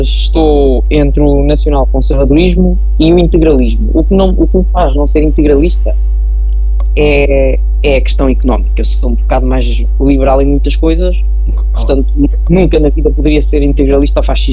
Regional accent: Figueira da Foz, Centro, Portugal; Eu sou da Figueira.

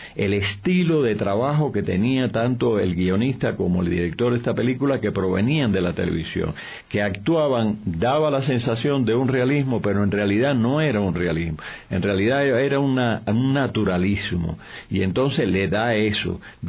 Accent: Cuba; lo que ha sucedido o sucedió allá en el 49-50 con la televisión en mi país, en Cuba

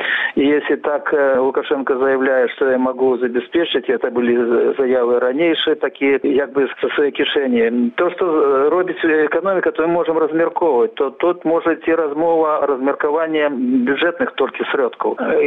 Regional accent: Belarus; Добро, мы, белорусы, погодимся, давайте нам $1000

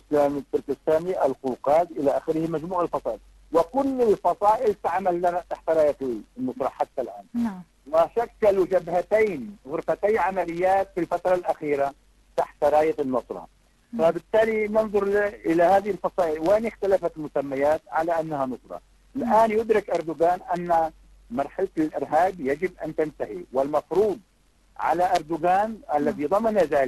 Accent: Syria; أغلب الأذى الذي أتى أو لحق بنا كسوريين

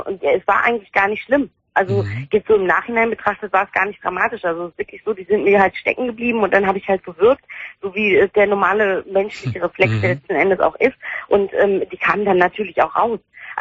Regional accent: Turkey; Ich bin Türkin und ist ein richtiger Name.

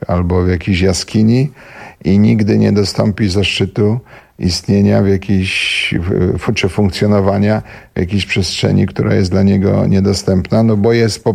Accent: Silesian Voivodeship, Poland; moved away as an adult; Wiesz co, jak wyjechałem ze Śląska, to było intensywniejsze, nie?

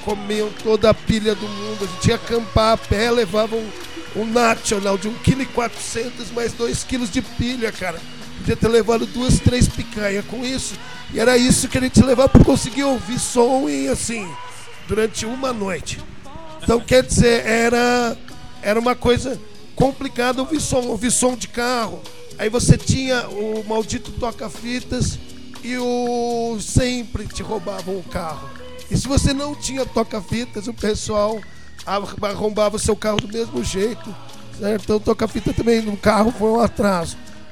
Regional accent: São Carlos, São Paulo, Brazil; Um autêntico São Carlense. Um autêntico São Carlense. E venho daqui mesmo.

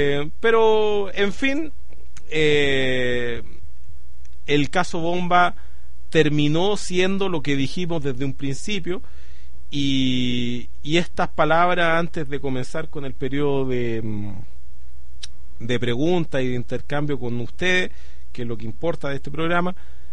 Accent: Chile; una, que soy chileno

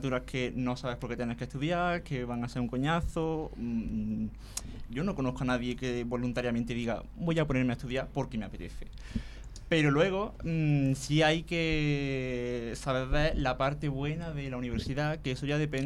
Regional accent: Aguilar de la Frontera, Andalusia, Spain; Yo soy de Córdoba provincia, pero no de Córdoba.

